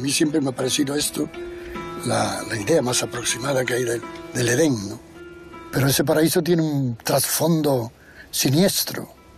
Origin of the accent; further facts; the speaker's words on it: Andalusia, Spain; Me siento muy andaluz, pero muy andaluz en un sentido que no es el característico o el que más se difunde